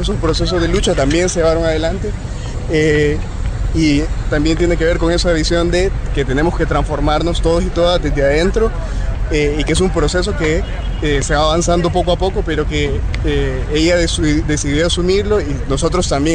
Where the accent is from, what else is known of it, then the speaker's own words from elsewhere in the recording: Honduras; Soy de Honduras